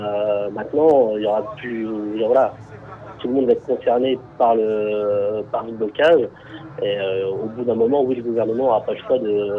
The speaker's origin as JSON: {"language": "French", "town": "Le Havre", "region": "Normandy", "country": "France", "said": "Alors, voilà, moi, je suis du Havre, oui, je suis là, donc, bâti sur le port du Havre."}